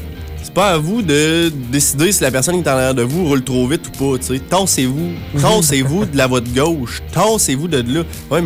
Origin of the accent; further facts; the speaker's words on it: Quebec, Canada; C'est parce qu'on vient du Québec.